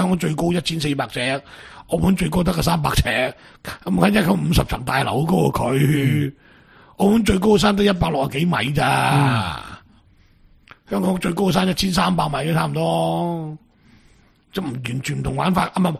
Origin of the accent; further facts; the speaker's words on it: Guangdong, China; 其实就系我哋广东人90%噶嘛